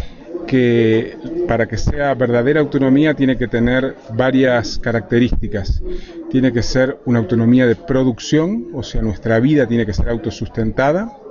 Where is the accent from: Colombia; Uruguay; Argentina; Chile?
Uruguay; vengo de Uruguay